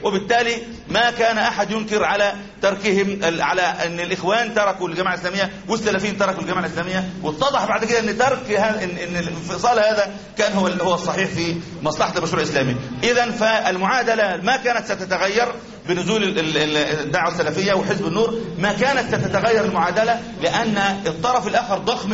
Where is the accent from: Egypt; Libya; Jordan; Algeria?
Algeria; إحنا عندنا في الجزائر كانوا ب90% نجاح